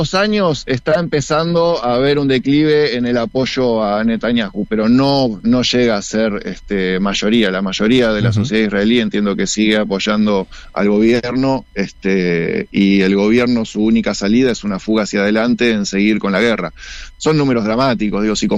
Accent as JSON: {"language": "Spanish", "town": "Escobar", "region": "Buenos Aires Province", "country": "Argentina", "said": "yo soy de Escobar"}